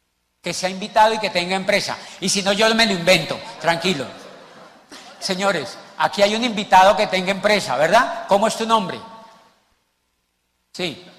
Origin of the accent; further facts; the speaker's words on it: Neiva, Huila, Colombia; now in Cali, Colombia; yo llegué, invitados, de Popayán hace 12 años a Cali. Yo soy de Neiva, del monte.